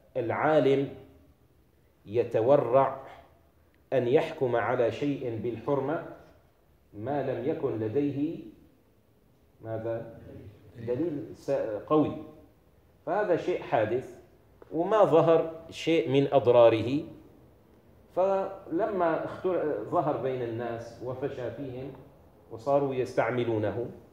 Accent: Syria; now in Turkey; هنا في تركيا علماء تركيا يخففون فيه، عندنا في الشام علماؤنا يشددون فيه

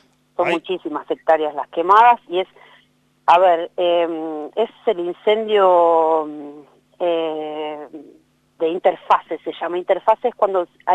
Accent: Córdoba, Argentina; also born or lived in La Pampa; yo nací en La Pampa y después me crié en Córdoba en realidad, pero siempre volví a La Pampa por mis abuelos, mis tíos, mi mamá volvió a vivir a Santa Rosa, yo vivía en el sur, hasta 2008 más o menos

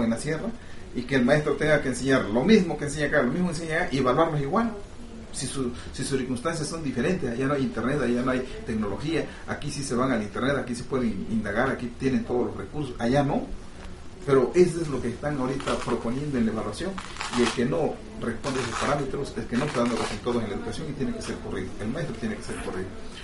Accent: Mexico; es un golpe a nuestro orgullo como mexicanos

